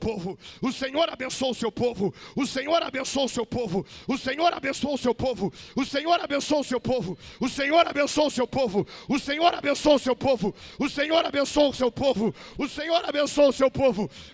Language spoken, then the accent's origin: Portuguese; Rio Grande do Sul, Brazil; opa, sou gaúcho, não sou covarde.